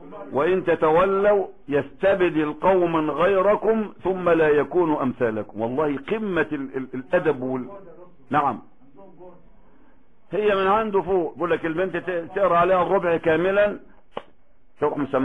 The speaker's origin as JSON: {"language": "Arabic", "country": "Egypt", "said": "احنا خد بالك احنا كمصريين ما عندناش الفقه الحلو قوي اللي انا شفته في عمان"}